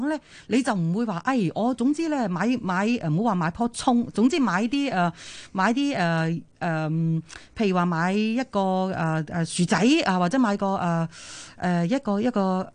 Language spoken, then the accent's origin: Cantonese; China; 唔系净系日本人啦、啊，我哋中国人都好聪明噶、啊。